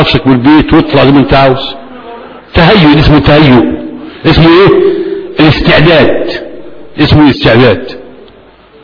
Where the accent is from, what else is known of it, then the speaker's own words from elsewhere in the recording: Egypt; احنا كمصريين 11 و12 حلو خالص